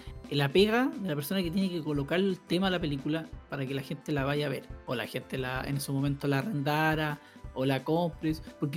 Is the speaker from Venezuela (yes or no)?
no; Chile; para nosotros que somos chilenos, no es cómodo los modismos mexicanos